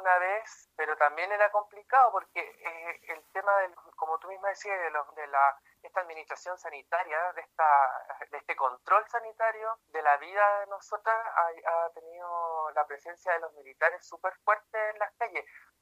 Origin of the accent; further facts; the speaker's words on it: Iquique, Tarapacá, Chile; aparte que yo soy de Iquique, ya llevo bastantes meses sin visitar a mi familia